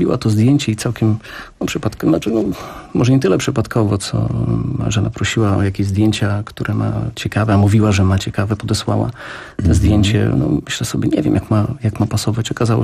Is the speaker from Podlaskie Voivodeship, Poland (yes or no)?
yes; Białystok, Podlaskie Voivodeship, Poland; Białystok i Rzeszów. Jestem z Białegostoku, jest Rzeszowa.